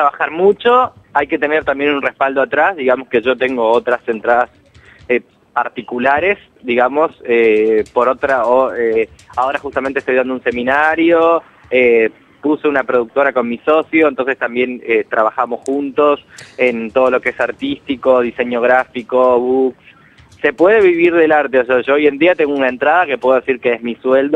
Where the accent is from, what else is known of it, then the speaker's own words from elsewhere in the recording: Uruguay; moved away as an adult; now in Argentina; En realidad soy uruguayo, nací en Uruguay y vivo hace bastante, ya casi 13 o 14 años acá.